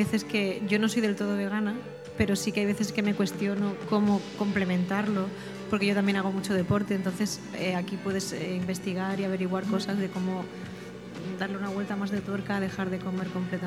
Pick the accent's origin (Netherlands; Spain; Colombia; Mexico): Spain; Alicante, Valencian Community; Pues yo no soy de aquí, soy de Alicante y me han raptado para venir.